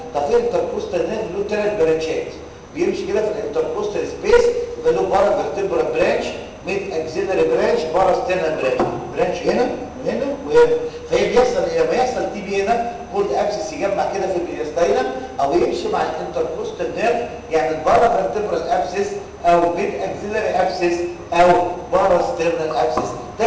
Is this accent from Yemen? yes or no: no; Egypt; عندنا في مصر بيقولوا كده